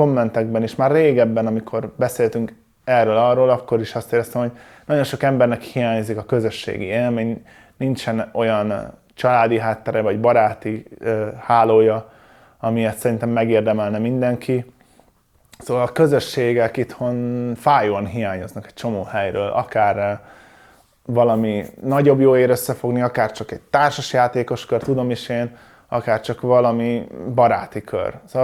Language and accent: Hungarian; Szomor, Komárom-Esztergom, Hungary; Szomoron nőttem fel, ez egy kis falu.